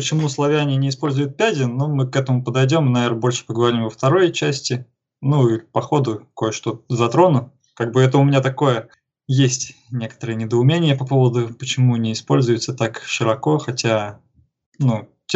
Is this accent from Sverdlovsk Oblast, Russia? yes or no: no; Tomsk, Tomsk Oblast, Russia; Я сам родом из Томска, так сказать, Беловодье сибирское.